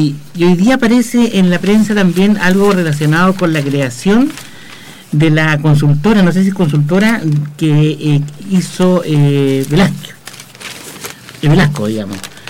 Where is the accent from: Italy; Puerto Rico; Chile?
Chile; lo único que hacen es creer que nosotros somos tontos los chilenos